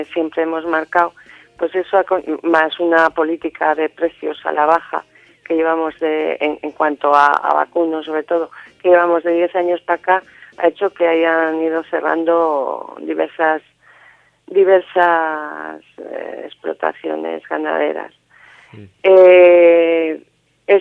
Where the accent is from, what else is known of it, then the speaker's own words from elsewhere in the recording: Carranza, Basque Country, Spain; Soy de Carranza, del Valle de Carranza.